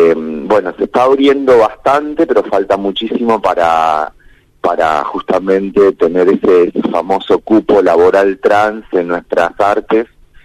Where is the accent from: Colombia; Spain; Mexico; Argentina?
Argentina; Santa Fe; en realidad soy de Santa Fe, pero en este momento no estoy tan lejos, estoy de gira, estoy en medio de una gira patagónica que me quedó por varias ciudades en la Patagonia. En este momento estoy en Comodoro Rivadavia